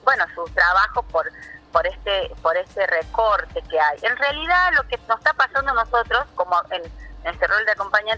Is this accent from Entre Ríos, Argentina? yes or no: no; La Falda, Córdoba, Argentina; No, nosotros somos de La Falda y estamos atrás del hospital de La Falda.